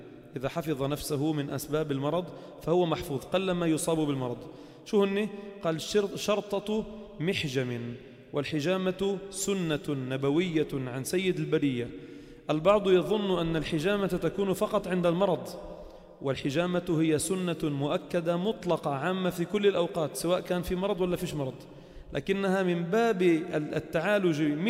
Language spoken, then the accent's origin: Arabic; Lebanon; والذي يستطيع عندنا في لبنان قليل جدا